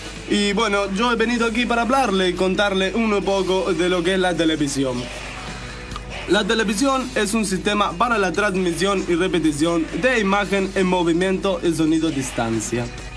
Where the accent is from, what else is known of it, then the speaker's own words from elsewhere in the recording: Italy; Spanish is a second language; Yo soy periodista italiano.